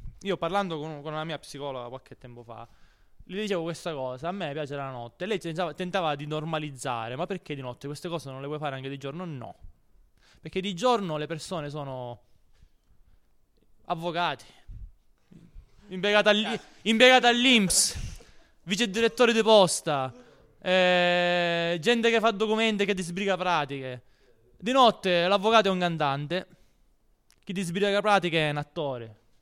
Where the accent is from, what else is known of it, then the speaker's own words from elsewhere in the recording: Regalbuto, Sicily, Italy; Ho amici di Regalbuto, sono andati a Pride a Enna. Regalbuto è il mio paesino, il mio giardino dove vivo.